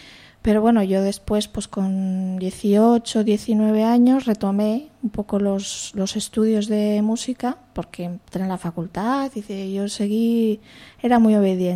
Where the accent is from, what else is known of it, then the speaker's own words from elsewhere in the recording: Madrid, Community of Madrid, Spain; born there; also born or lived in Valladolid; now in Asturias, Spain; Yo nací en Madrid, viví en Valladolid y ahora vivo en Asturias porque mis orígenes están aquí. La familia de mi madre es toda del oriente asturiano.